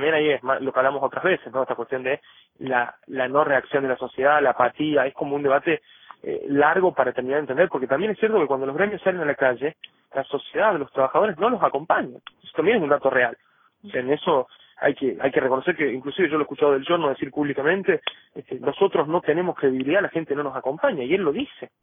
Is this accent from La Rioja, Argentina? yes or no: yes; La Rioja, Argentina; cómo somos los riojanos